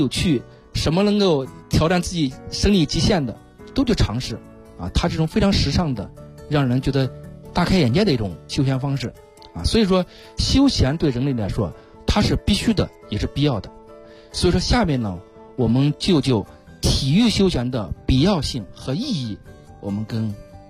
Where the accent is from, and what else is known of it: China